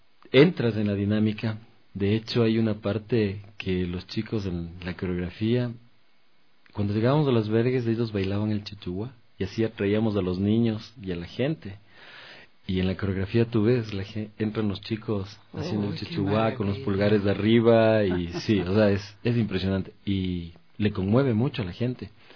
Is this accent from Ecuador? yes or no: yes; Ecuador; nosotros nos identificamos como ecuatorianos